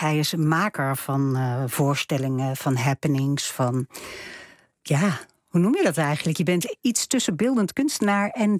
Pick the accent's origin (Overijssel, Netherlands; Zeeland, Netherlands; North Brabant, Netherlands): North Brabant, Netherlands; We komen allebei uit Brabant.